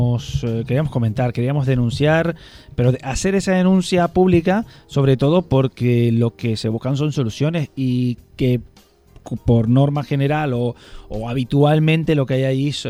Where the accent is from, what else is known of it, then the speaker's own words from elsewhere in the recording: Canary Islands, Spain; que se vayan a mi tierra. Ahí sí están todo el año. Además, hay una playa que se llama la Playa de las Teresitas.